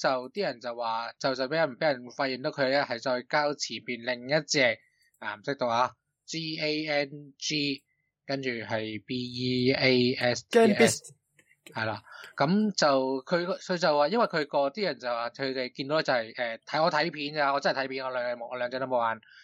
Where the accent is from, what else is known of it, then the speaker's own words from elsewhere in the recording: Hong Kong; 我哋香港人嘅叫法抽佢水咧